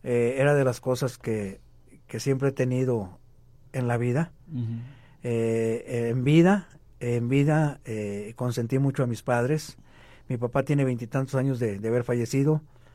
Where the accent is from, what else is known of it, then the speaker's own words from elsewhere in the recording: Monterrey, Nuevo León, Mexico; Una barbacoa muy al estilo de mi tierra, de Monterrey, nada